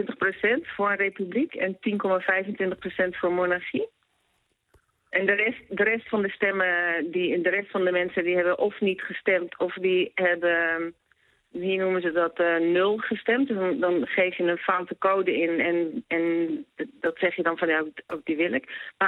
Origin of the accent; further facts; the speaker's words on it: Netherlands; now in Brazil; Nee, wat ik merk, ik ben zelf geen Braziliaan, ik ben Nederlander.